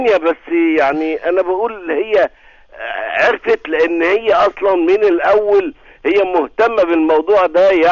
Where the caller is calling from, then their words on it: Cairo, Cairo Governorate, Egypt; من القاهره، من مدينه السلام.